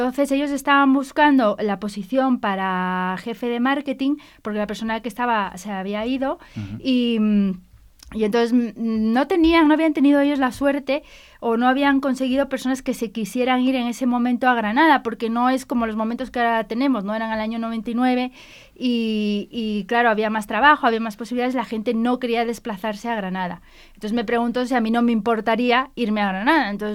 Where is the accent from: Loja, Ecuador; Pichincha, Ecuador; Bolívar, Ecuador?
Pichincha, Ecuador; Quito; Es precioso, sobre todo Quito, que es de donde soy yo, es muy, muy bonito.